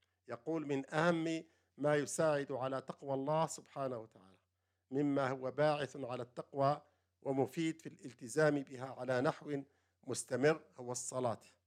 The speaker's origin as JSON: {"language": "Arabic", "country": "Algeria", "said": "عندنا في الجزائر، المذهب المالكي في الجزائر"}